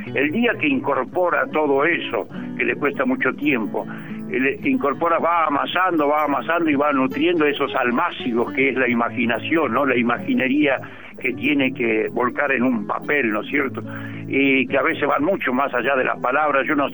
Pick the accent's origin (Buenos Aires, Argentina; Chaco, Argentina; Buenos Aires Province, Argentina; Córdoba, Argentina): Chaco, Argentina; yo pude salir desde los montes del Chaco, ¿no? Mi canto vengo de los montes del Chaco, mi canto es la semilla.